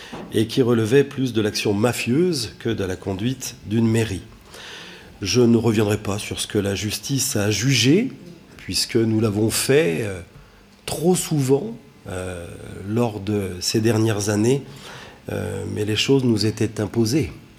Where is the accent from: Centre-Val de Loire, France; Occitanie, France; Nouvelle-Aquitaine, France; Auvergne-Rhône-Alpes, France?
Auvergne-Rhône-Alpes, France; Saint-Étienne; en tant que Stéphanois de toujours à Saint-Étienne